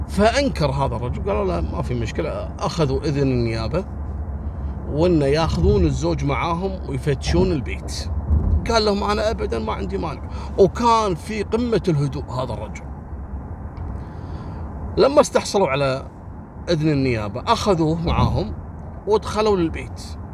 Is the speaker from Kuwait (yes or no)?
yes; Kuwait; أما القضية الثالثة اللي حصلت قبل يومين عندنا في الكويت